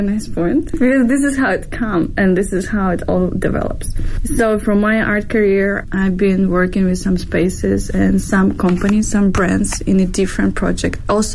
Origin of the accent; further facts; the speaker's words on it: Ukraine; now in Beijing, China; So by my name, you can see I'm from Eastern Europe. I'm from Ukraine and in Beijing, been living for the past 9 years.